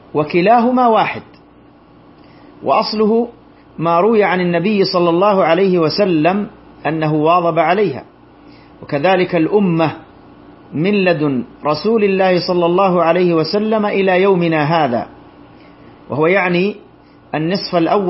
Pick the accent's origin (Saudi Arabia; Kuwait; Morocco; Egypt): Saudi Arabia; وهذا ما عليه فتوى اللجنة الدائمة عندنا بالمملكة العربية السعودية